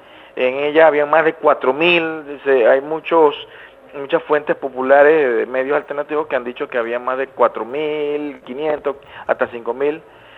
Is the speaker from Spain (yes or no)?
no; Panama; hemos estado aquí en Costa Rica en los últimos tiempos dándole cobertura a esto, pese a que nosotros somos de Panamá